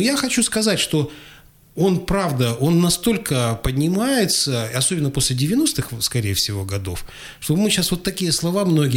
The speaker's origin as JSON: {"language": "Russian", "town": "Krasnoyarsk", "region": "Krasnoyarsk Krai", "country": "Russia", "said": "Ну, тогда я начал гордиться тем, что вот мы из Красноярска, и мы, нам не надо переучиваться, так, убирать вот этот акцент"}